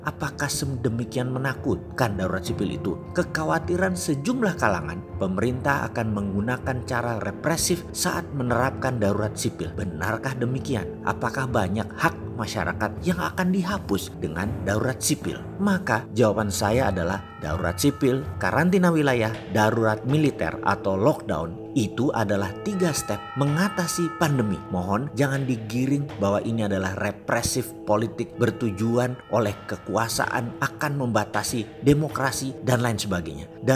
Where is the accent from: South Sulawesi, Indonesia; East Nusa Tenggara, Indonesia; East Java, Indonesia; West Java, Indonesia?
East Java, Indonesia; Kalau sampai ngomong anco-anco, ya memang saya Jawa Timuran lah ngono dul, bukan nyinyir tok.